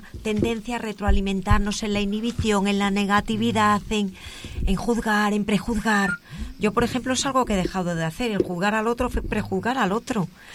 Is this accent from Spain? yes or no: yes; Galicia, Spain; now in Madrid, Spain; Yo vivo en Madrid, pero soy gallega.